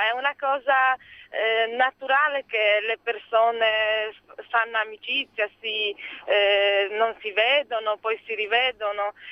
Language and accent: Italian; Poland; Italian is a second language; Io sono polacca, sì.